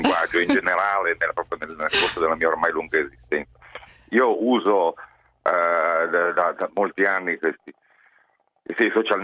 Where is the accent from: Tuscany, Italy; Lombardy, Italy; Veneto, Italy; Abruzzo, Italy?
Lombardy, Italy; Milan; io sono expottendista, da milanese, per quanto fuori sede ormai.